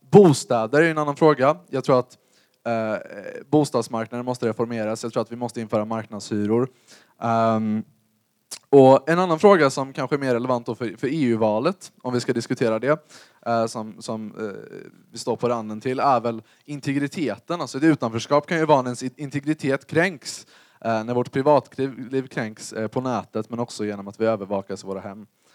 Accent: Gothenburg, Västra Götaland County, Sweden; Och jag kommer från Göteborg, så jag kan inte Borås situation specifikt.

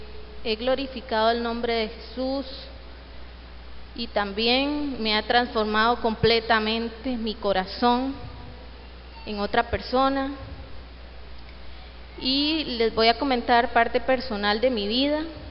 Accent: San José, Costa Rica; now in Grecia, Costa Rica; Les comento que yo soy de San José. Ahí nací, ahí viví gran parte de mi vida, la mayoría. Hasta hace poco fue que me trajeron para Grecia

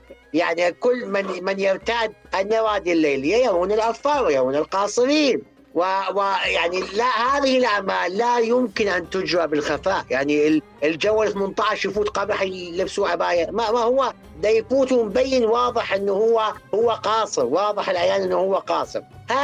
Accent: Iraq; ما يسمى عندنا بالعراق الطشة

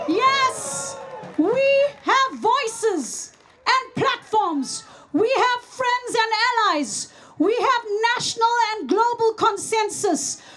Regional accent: South Africa; now in Netherlands; As a South African, I can tell you

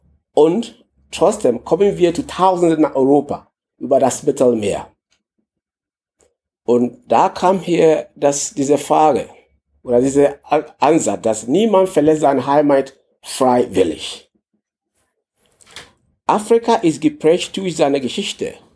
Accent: Ghana; German is a second language; moved away as an adult; now in Germany; Ich komme aus Ghana. Ich bin seit 2008 in Deutschland gekommen.

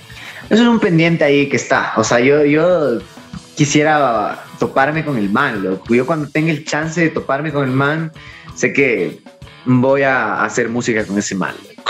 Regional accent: Ecuador; como ecuatorianos nos hemos negado un montón a colaborar entre nosotros

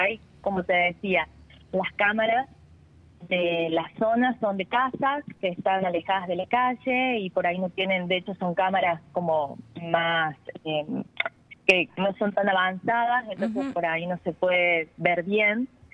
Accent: Villa Allende, Córdoba, Argentina; yo soy de Villa Allende, fue a la vuelta de mi casa

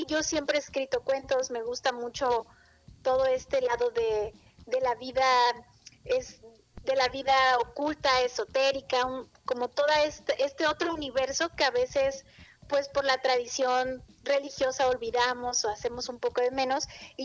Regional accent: Taxco, Guerrero, Mexico; una comunidad rural ahí cerca de Taxco, que es de donde yo soy originaria.

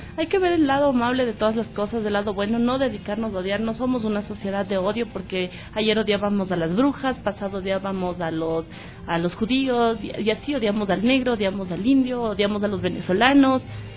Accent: Ecuador; born there; Yo soy ecuatoriana porque mis papás me tuvieron aquí.

